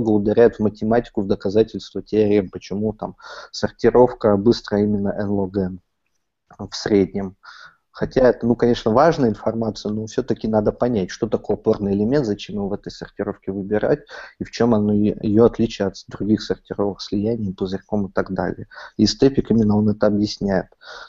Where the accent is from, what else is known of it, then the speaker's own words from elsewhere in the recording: Rybinsk, Yaroslavl Oblast, Russia; Мы всегда приезжали в Ярославль, наш областной центр. Я сам из Рыбинска